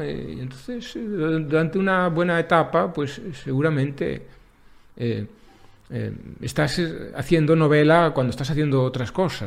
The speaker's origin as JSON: {"language": "Spanish", "region": "Galicia", "country": "Spain", "said": "soy escritor español, gallego"}